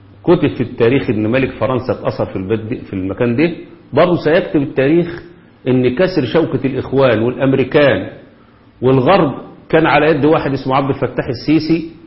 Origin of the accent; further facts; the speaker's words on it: Kafr El Gedid, Dakahlia, Egypt; في القرية اللي احنا فيها اسمها الكفر الجديد قريتنا،